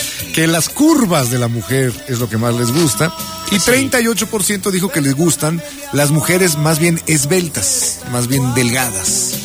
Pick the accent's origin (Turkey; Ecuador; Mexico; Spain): Mexico; Así de profundo somos los mexicanos